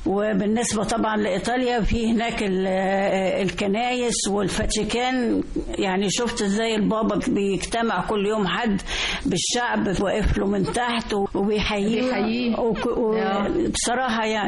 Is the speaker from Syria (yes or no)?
no; Egypt; ده احنا كلنا مصريين